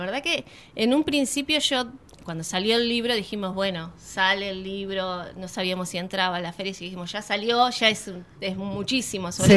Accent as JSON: {"language": "Spanish", "region": "Buenos Aires Province", "country": "Argentina", "said": "Y tenés de Jujuy, de Provincia de Buenos Aires, que estoy yo, de Capital Federal."}